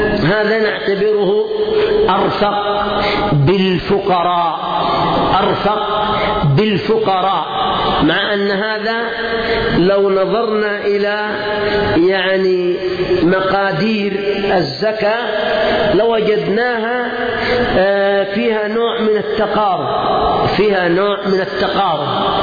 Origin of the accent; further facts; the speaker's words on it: Yemen; لأن 100,000 عندنا في اليمن ممكن تأتي حق 3-4 شياه